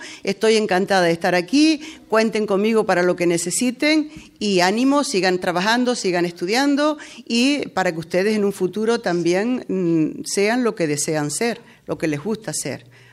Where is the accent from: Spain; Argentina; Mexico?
Spain; Mancha Blanca, Canary Islands; me quedé con Mancha Blanca, con Guiwan en este caso. Porque es mi pueblo, porque he trabajado aquí